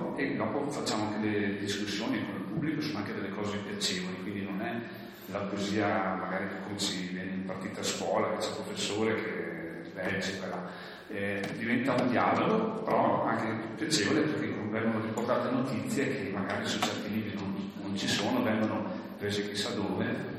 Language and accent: Italian; Cavalese, Trentino-Alto Adige, Italy; il nostro gruppo comprende persone che sono di Bolzano, di Baden, io di Cavalese, di Lavis, di Trento